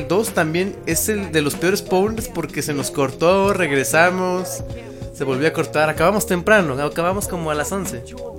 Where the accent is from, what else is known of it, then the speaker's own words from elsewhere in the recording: Mexico; Porque soy mexicano.